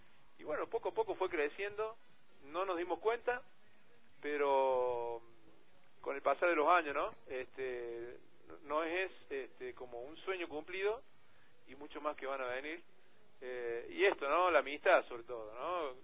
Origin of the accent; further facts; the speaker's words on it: Córdoba, Argentina; Nosotros somos de Córdoba capital, provincia de Argentina, la segunda. la segunda más grande.